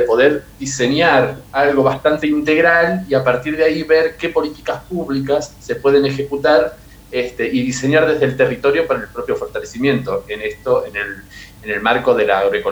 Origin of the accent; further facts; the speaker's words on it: Verónica, Buenos Aires Province, Argentina; yo, bueno, soy de acá, de Verónica, siempre